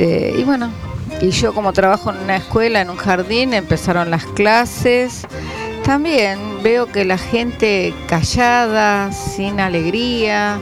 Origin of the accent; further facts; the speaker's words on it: Ciudadela, Buenos Aires Province, Argentina; voy a cumplir 55 años y viví toda la vida en Ciudadela. Nací en Ciudadela